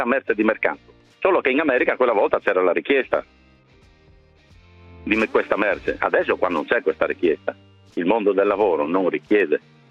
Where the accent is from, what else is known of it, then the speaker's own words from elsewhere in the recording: Friuli-Venezia Giulia, Italy; da buon friulano come Corona.